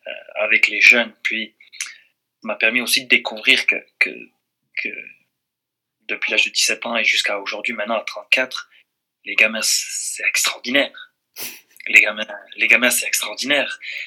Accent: France; moved away; ça fait longtemps que j'ai quitté la France aussi

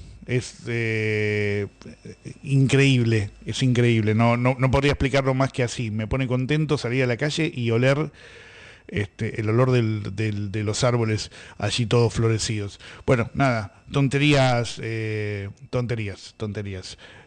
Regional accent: Buenos Aires, Argentina; para los que somos de Buenos Aires y le contamos a los que no son, los que nos están escuchando en otras provincias, es un poco otro país

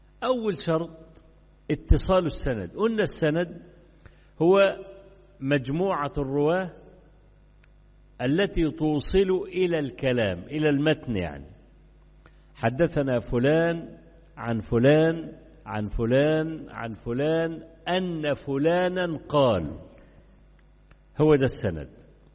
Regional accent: Egypt; كان عندنا في مصر زمان في مرحلة 60s and 70s

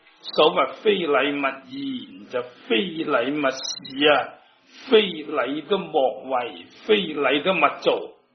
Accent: China; 今日五戒对于我哋中国人呢种礼教嚟讲咧

